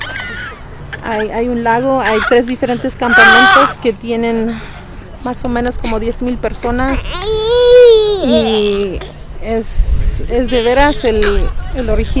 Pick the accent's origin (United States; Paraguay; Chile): United States; Chicago, Illinois; Pues yo soy de Chicago. Mi descendencia es la cultura náhuatl.